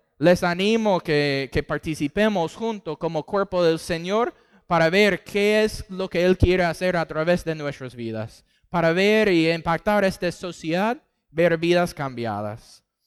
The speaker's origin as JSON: {"language": "Spanish", "region": "Texas", "country": "United States", "also_born_or_lived": "Costa Rica / Panama", "second_language": "Spanish", "lives_now": "Argentina", "said": "Y somos del estado de Texas, en el sur de los Estados Unidos."}